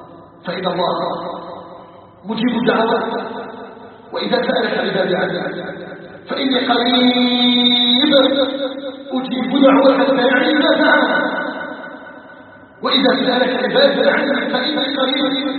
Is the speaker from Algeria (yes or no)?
yes; Algeria; نساله تبارك وتعالى ان يجعل بلدنا الجزائر بلدا امنا مطمئنا